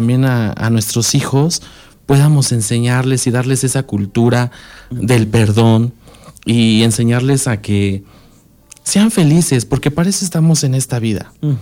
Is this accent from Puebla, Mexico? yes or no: no; Ayapango, State of Mexico, Mexico; Vengo de aquí del municipio de Ayapango, Estado de México.